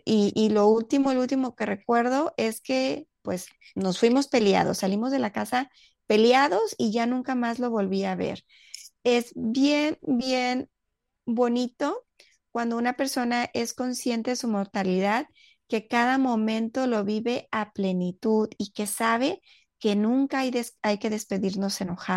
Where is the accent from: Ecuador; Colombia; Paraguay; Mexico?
Mexico; en México, que es el país donde yo vivo y de donde soy.